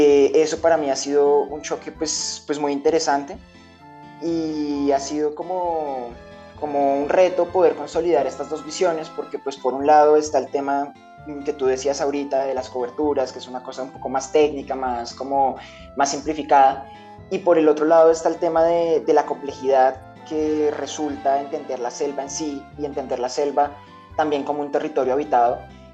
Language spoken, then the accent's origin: Spanish; Bogotá, Bogotá Capital District, Colombia; yo crecí, nací, me crié, estudié en Bogotá